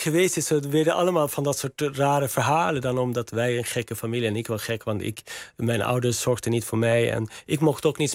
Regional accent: Järna, Stockholm County, Sweden; Dutch is a second language; En er is een soort centrum in Järna, waar ik vandaan kom in Zweden.

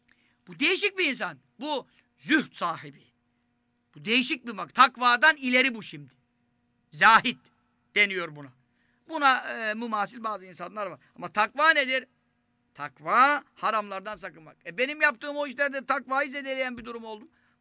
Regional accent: Istanbul, Turkey; Şimdi ben Fatih Çarşamba'da doğdum, büyüdüm. 40 senelik Çarşambalıyız diyelim.

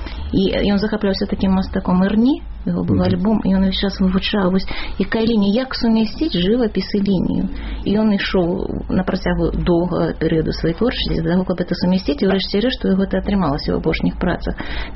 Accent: Vitebsk Region, Belarus; І ў мяне тая ж была сітуацыя, я з Віцебщыны, у Ахрымчыка вучылася

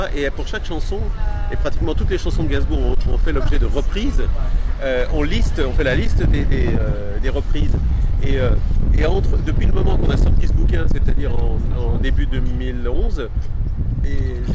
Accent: Belgium; moved away; en tant que Belge, que j'avais ma place à prendre

